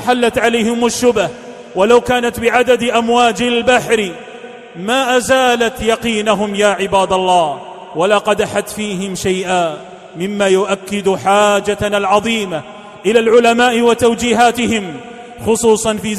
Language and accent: Arabic; Algeria; احتلت بلادنا فرنسا الظالمة